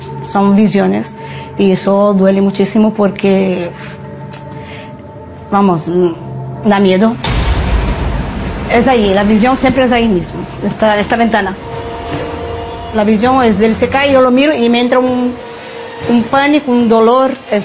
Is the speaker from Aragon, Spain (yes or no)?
yes; Zaragoza, Aragon, Spain; soy de Zaragoza, capital.